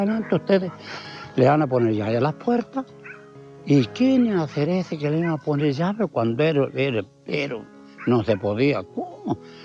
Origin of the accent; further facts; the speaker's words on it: Santiago, Santiago Metropolitan, Chile; yo soy de Santiago, nosotros venimos, hacemos esto y esto